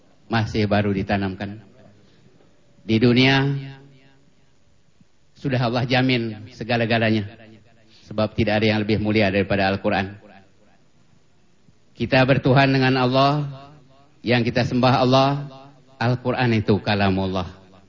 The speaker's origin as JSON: {"language": "Indonesian", "region": "Lampung", "country": "Indonesia", "tie": "born or raised there", "also_born_or_lived": "Palembang, Indonesia / Java / Middle East", "said": "Saya lahir di Palembang, besar di Lampung, lama seluruh Jawa, lama Timur Tengah, lama mengembara."}